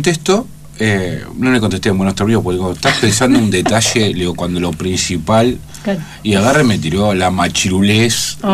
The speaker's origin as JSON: {"language": "Spanish", "country": "Argentina", "said": "pero ¿qué pensamos nosotros como argentinos, no?"}